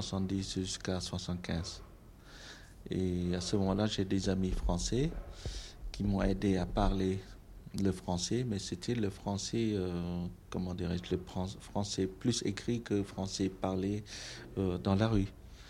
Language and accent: French; Cambodia; moved away as an adult; now in France; j'ai décidé de prolonger mes études en France. C'est là que j'ai quitté le Cambodge pour arriver en France avec vraiment très peu de moyens.